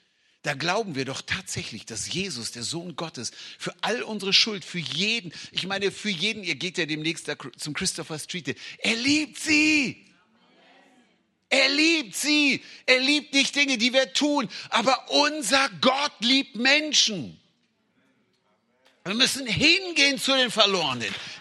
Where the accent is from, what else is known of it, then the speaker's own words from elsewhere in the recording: Hanover, Lower Saxony, Germany; denkst du, ich bin in Saudi-Arabien geboren, aber ich komme aus Hannover. Ich komme aus Hannover.